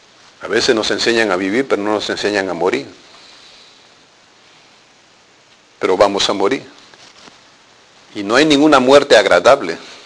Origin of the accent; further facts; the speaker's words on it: Peru; En mi país, en los años 80, hubo dos movimientos terroristas, Sendero Luminoso y MR, Movimiento Revolucionario Túpac Amaru.